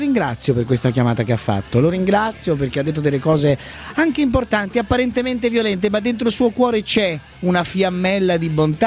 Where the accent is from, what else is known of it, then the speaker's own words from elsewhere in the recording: Padua, Veneto, Italy; born there; io sono nato a Padova